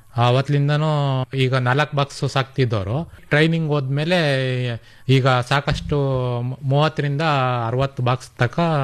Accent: Shavanur, Karnataka, India; Sir, ಶಾವಣೂರಿಂದ ಬಂದಿದ್ದೀವಿ ನಾವು. ದೊಡ್ಡಬಳ್ಳಾಪುರ ತಾಲೂಕು, ಬೆಂಗಳೂರು ಗ್ರಾಮಾಂತರ.

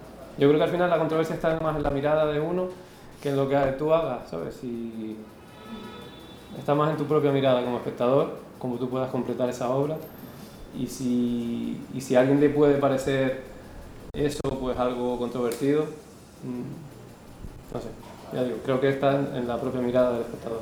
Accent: Lanzarote, Canary Islands, Spain; now in Cali, Colombia; después surgió una beca de la isla donde soy yo, de Lanzarote.

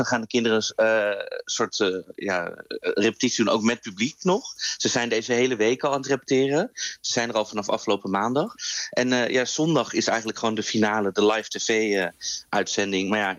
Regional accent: Netherlands; En ja, als Nederlanders mogen we op onszelf stemmen vanaf vanavond 8 uur.

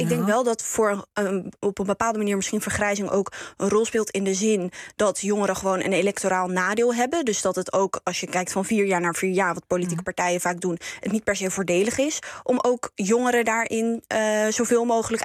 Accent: Nijkerk, Gelderland, Netherlands; Ik ben zelf opgegroeid in Nijkerk.

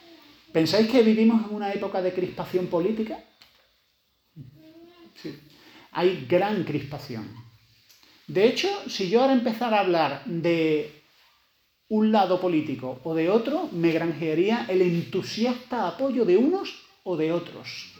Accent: Spain; Además somos españoles, los españoles nos calentamos mucho.

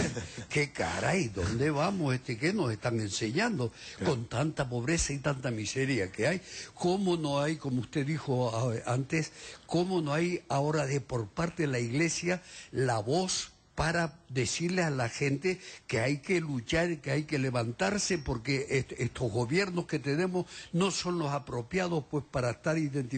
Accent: La Palma, Canary Islands, Spain; siempre hemos visto en los pueblos de los que soy yo, de La Palma, ya

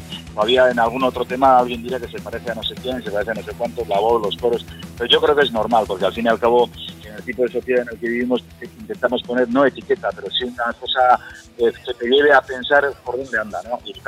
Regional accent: Cestona, Basque Country, Spain; Nosotros somos del Valle del Urola, justo del centro de Cestona.

